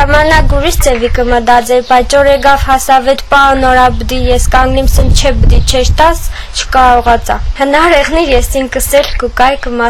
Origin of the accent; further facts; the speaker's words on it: Gyumri, Shirak, Armenia; մենք Գյումրից ենք, բայց միշտ արցախցիների հետ ենք